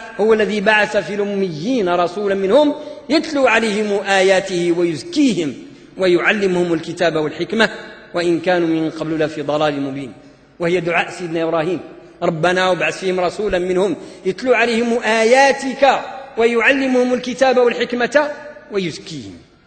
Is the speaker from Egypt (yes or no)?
no; Morocco; يعني مدارس التعليم العتيق اللي عندنا في المغرب عندها أزمة